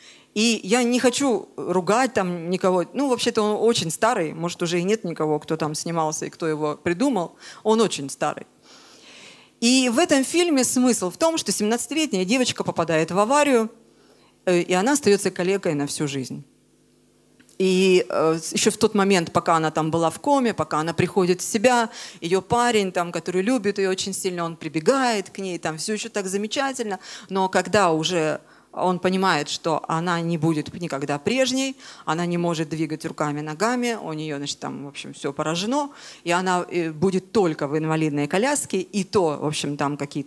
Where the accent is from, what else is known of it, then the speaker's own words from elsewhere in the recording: Crimea, Ukraine; moved away as an adult; Я родилась в Крыму. Я в Крыму прожила 26 лет, и с тех пор каждый год я туда ездила, как минимум месяц каждый год я жила в Крыму.